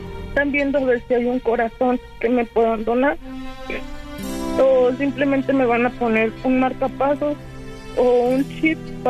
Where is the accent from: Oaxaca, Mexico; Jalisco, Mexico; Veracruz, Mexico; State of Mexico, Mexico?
State of Mexico, Mexico; Toluca; No, yo soy de Toluca.